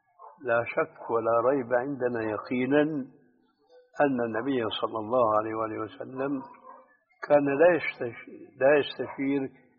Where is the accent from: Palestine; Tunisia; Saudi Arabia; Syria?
Syria; أم يشترك فيه كما يقولون عندنا في سوريا خليط مليط؟